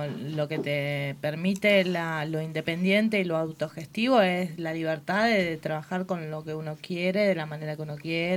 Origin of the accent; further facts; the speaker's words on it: Rosario, Santa Fe, Argentina; now in Mina Clavero, Argentina; Yo vengo de Rosario.